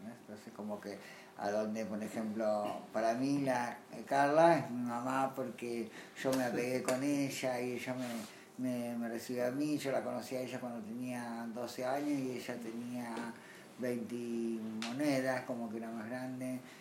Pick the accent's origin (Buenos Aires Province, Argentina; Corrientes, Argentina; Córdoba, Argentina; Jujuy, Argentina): Buenos Aires Province, Argentina; Tigre; born there; Bueno, nací en Tigre, bueno, hacemos como una mini historia